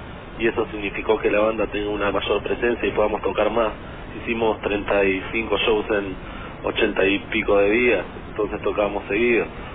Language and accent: Spanish; Patagonia, Argentina; Nosotros somos todos oriundos de la Patagonia, así que también hemos tocado por ahí.